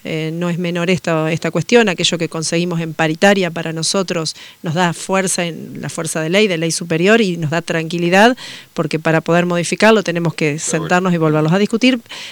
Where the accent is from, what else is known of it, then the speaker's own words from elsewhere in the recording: Uruguay; Yo vengo de Uruguay, donde el nivel superior en Uruguay lo absorbió casi toda la universidad